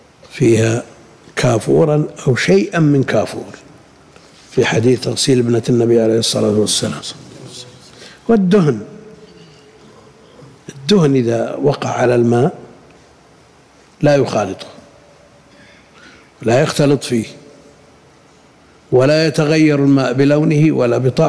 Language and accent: Arabic; Al-Qassim, Saudi Arabia; هذا الملح اللي بشجر والشقة عندنا بالقصيم وغيره